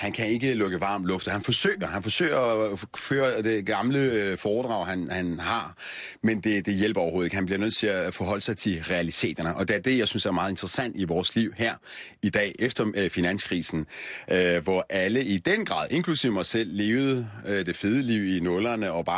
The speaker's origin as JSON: {"language": "Danish", "town": "Vojens", "region": "Region of Southern Denmark", "country": "Denmark", "tie": "born or raised there", "said": "Vojens, jeg kommer selv fra Vojens. Jeg vokset op i Vojens, mine forældre boede i Vojens i 80'erne."}